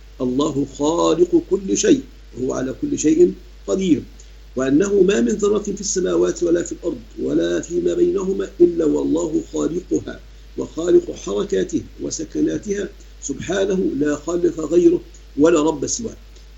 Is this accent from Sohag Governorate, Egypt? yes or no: no; Sharqia Governorate, Egypt; عندنا في مصر الشرقية